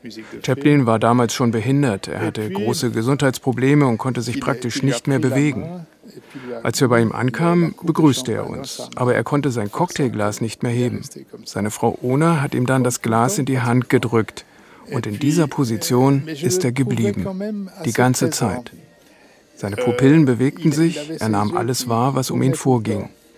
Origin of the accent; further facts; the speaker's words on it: Vaud, Switzerland; Ich komme aus der Region.